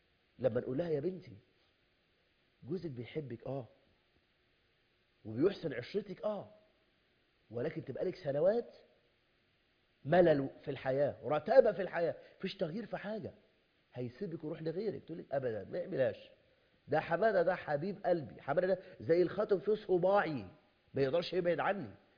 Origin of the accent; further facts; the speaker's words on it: Egypt; بل أنا ببشر حضرتك إن عندنا في مصر